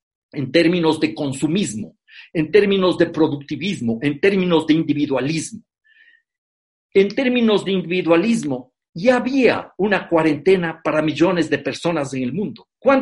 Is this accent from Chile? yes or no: no; Ecuador; 1.300.000 hogares en mi país, Ecuador, no tienen una vivienda adecuada